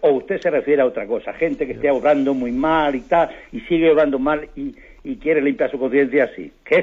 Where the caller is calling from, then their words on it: Tres Cantos, Community of Madrid, Spain; de Tres Cantos.